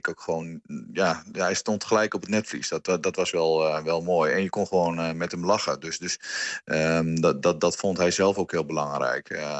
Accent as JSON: {"language": "Dutch", "town": "Hardenberg", "region": "Overijssel", "country": "Netherlands", "said": "Wij komen uit Hardenberg allebei."}